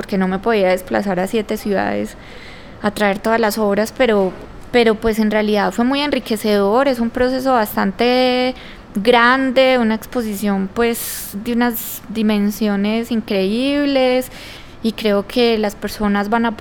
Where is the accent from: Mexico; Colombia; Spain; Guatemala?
Colombia; para el país y para nosotros como colombianos.